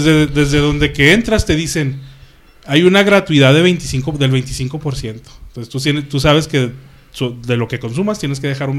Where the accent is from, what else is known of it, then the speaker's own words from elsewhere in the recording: Mexico; Yo como mexicano te voy a decir. Yo trabajé en un McDonald's en Estados Unidos